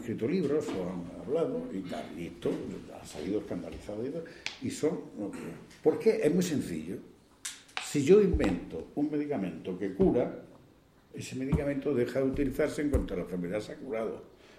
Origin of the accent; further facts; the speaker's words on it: Andalusia, Spain; pero yo soy andaluz.